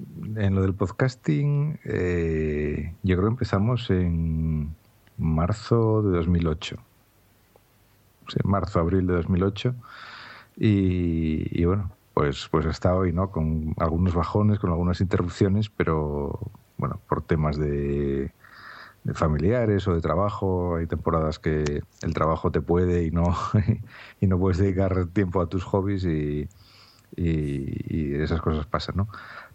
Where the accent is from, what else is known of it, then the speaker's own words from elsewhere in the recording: Asturias, Spain; soy un asturiano, vivo en Gijón